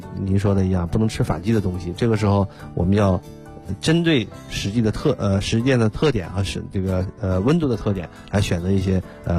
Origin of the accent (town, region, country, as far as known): China